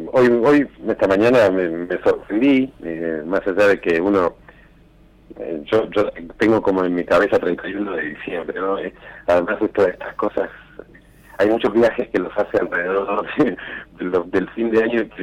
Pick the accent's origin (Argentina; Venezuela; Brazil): Argentina; Neuquén; now in Buenos Aires, Argentina; Pero yo como que soy neuquino, entonces puedo, aunque estoy en Buenos Aires, identifiqué ese detalle.